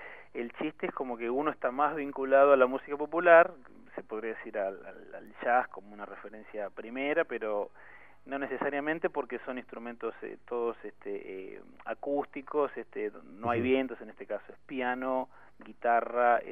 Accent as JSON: {"language": "Spanish", "town": "San Martín", "region": "Buenos Aires Province", "country": "Argentina", "tie": "born or raised there", "said": "yo no soy del Oeste. Yo viví toda mi infancia en el partido de San Martín."}